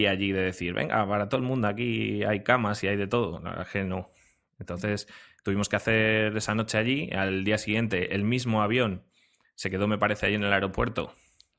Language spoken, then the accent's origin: Spanish; Frechilla, Castile and León, Spain; una cena en mi pueblo, en Frechilla … ¿no? Yo soy de un pueblo de Palencia que se llama Frechilla.